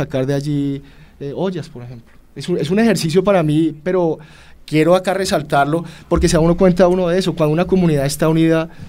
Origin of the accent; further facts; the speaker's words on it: Colombia; enfocarnos hacia un futuro en paz como colombianos